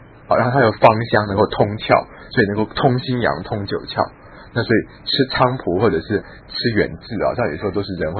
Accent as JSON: {"language": "Chinese", "country": "China", "said": "可是我觉得我们中国人的那个本草啊，真的是可以滥用误用"}